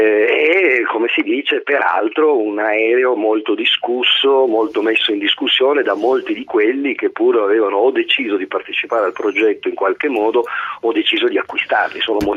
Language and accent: Italian; Turin, Piedmont, Italy; io sono torinese e conosco abbastanza bene l'aeronautica militare